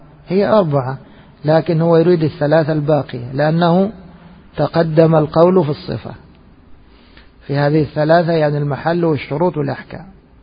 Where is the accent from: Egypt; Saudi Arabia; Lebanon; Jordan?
Egypt; نحن أدركنا العملة في بلادنا مصر لما كانت من النحاس